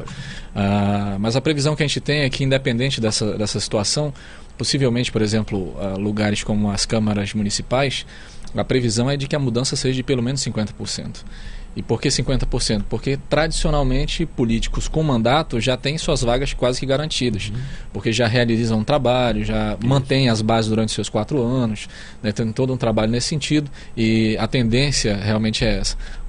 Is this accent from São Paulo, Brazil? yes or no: no; Amazonas, Brazil; Nós temos esse sentimento, essa sensação como amazonense.